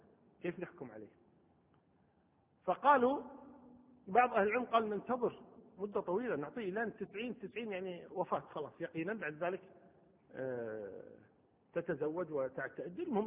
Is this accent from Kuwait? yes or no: yes; Kuwait